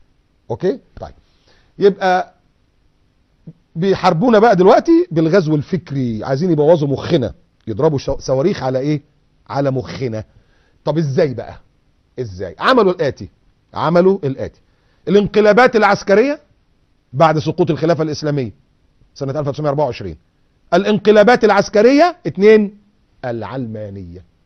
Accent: Egypt; بيفكرنا ايام الزلزال اللي حصل عندنا في مصر

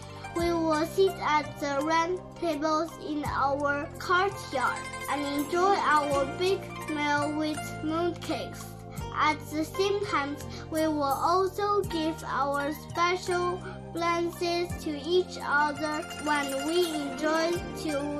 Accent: Wenzhou, Zhejiang, China; English is a second language; Hello everyone … from Wenzhou, Zhejiang. I'm 8 years old.

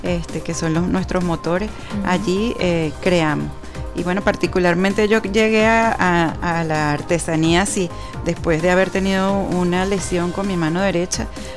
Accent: Venezuela; Pero todos somos venezolanos.

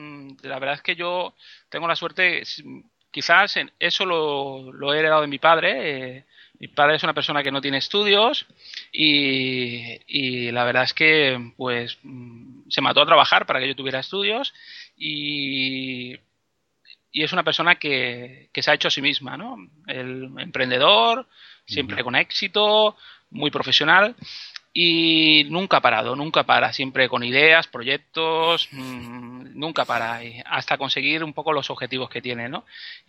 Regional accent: Andalusia, Spain; accent: Andalusian; also born or lived in Málaga; now in Valencia, Spain; de un pueblecito, aunque nací en Málaga, no mucha gente la conoce, que nací en Málaga, soy andaluz, el acento se me quedó por algún sitio, y toda mi vida he vivido, o prácticamente la mitad de mi vida he vivido en un pueblecito de Cádiz. Eso sí, ahora llevo muchos años en Valencia y también perdí el acento gaditano.

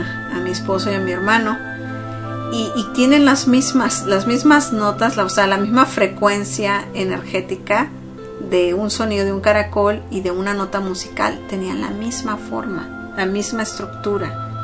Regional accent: Mexico; para los que somos, nos consideramos mexicanos, nuevamente, entre comillas lo digo

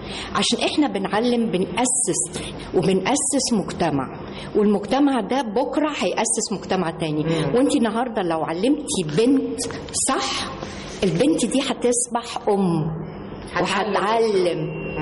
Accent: Egypt; also born or lived in Germany; لا أنا مش ألمانية، أنا مصرية 100% عن أب مصري وأم مصرية،

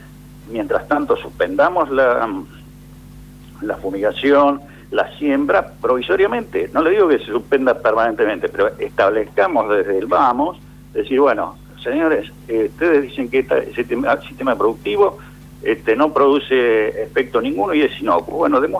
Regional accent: Argentina; nosotros como argentinos y consumidores

